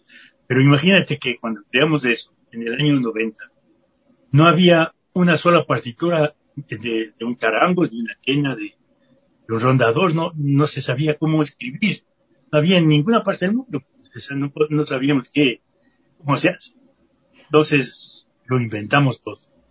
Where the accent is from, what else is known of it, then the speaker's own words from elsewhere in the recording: Ecuador; yo soy un músico ecuatoriano